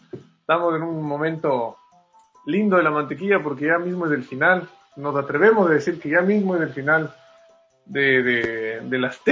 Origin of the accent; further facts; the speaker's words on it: Quito, Pichincha, Ecuador; born there; yo nací en Quito